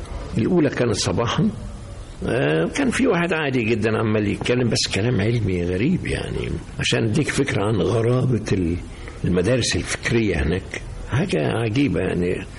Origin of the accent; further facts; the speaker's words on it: Egypt; وانا المصري كنت ماشي فوق السحاب ساعتها